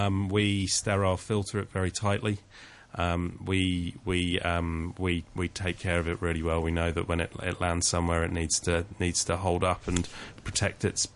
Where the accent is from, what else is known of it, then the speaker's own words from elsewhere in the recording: England, United Kingdom; I obviously, being English